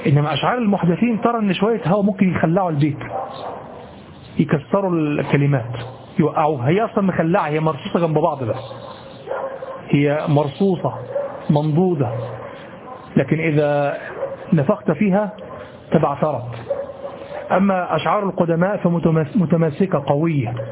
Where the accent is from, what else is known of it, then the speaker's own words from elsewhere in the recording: Egypt; نحن كمصريين إذا رأينا الثور نقول هذا ظبي